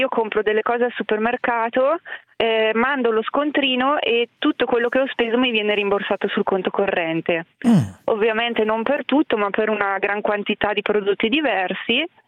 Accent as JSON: {"language": "Italian", "town": "Muscoline", "region": "Lombardy", "country": "Italy", "said": "io sono salodiana e sono di Muscolino, una ridente cittadina di 2000 anime, che è ancora peggio di Gavardo."}